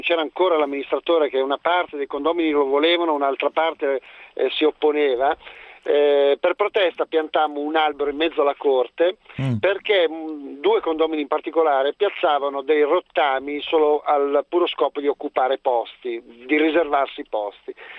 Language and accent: Italian; Cernusco sul Naviglio, Lombardy, Italy; now in Milan, Italy; Io adesso telefono da Milano, sono di Cernusco sul Naviglio.